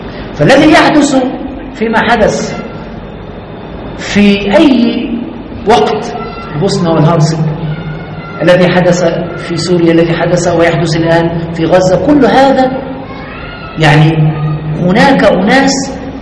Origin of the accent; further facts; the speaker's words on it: Egypt; الثانوية العامة في ثالثة ثانوي يعني عندنا في مصر